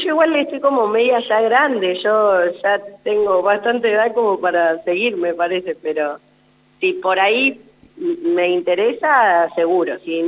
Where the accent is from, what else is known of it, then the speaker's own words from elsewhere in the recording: Anguil, La Pampa, Argentina; now in Santa Rosa, Argentina; después soy de Anguil, jugué mucho tiempo en Anguil.